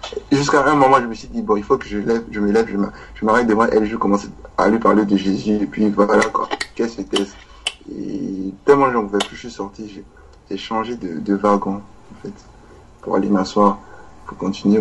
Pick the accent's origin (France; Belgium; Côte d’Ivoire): Côte d’Ivoire; avec son accent, comme je suis ivoirien, je me suis rendu compte qu'elle était ivoirienne aussi